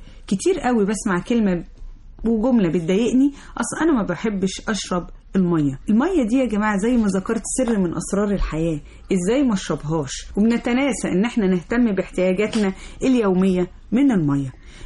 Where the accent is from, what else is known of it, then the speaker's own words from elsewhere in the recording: Egypt; اللي احنا كطبيعتنا كمصريين طول الوقت بنتعرض للتلوث